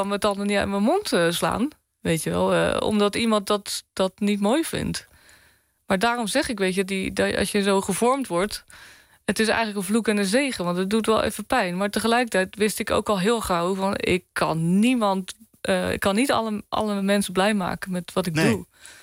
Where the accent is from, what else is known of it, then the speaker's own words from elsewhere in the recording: Bleiswijk, South Holland, Netherlands; ik ben opgegroeid in Bluiswijk, vlakbij Den Haag, weet je.